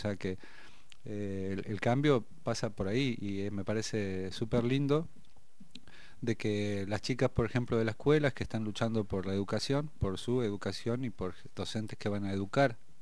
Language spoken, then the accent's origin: Spanish; General Roca, Río Negro, Argentina; born there; Yo soy originario, descendiente de Mapuche, y la ciudad donde nací es General Roca.